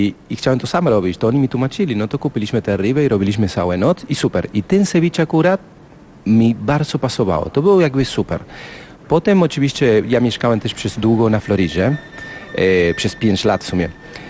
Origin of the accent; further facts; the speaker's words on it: Mendoza, Argentina; Polish is a second language; bo ja pochodzę z Mendoza. On jest miasto bardzo blisko do Chile.